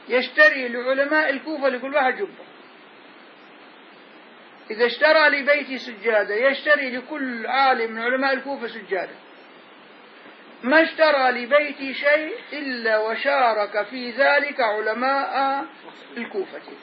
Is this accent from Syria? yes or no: yes; Damascus Governorate, Syria; ولا أنا شامي هي غاز أنا شامي